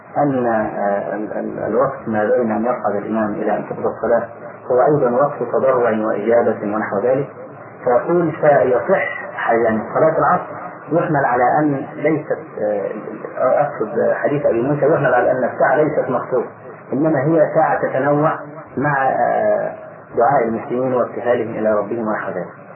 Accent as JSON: {"language": "Arabic", "country": "Egypt", "said": "فأخذها بعض أهل بعض الناس عندنا في مصر"}